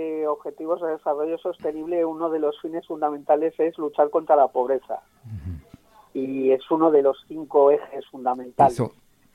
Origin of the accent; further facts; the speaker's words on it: Castile and León, Spain; now in Galicia, Spain; yo, que en realidad vivo en Galicia, pero soy de Castilla y León, quisiera volver a Castilla y León